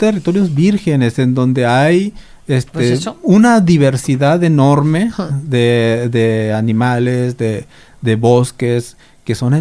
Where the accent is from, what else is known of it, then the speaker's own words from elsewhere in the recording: Sonora, Mexico; estuvo en mi tierra, estuvo en el territorio yaqui.